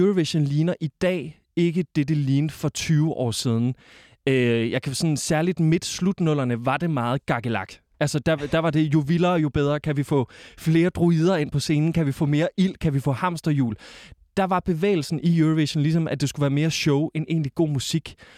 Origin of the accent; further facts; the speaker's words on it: Kolding, Region of Southern Denmark, Denmark; Jeg kommer fra Kolding, eller sådan, der spillede vi håndbold.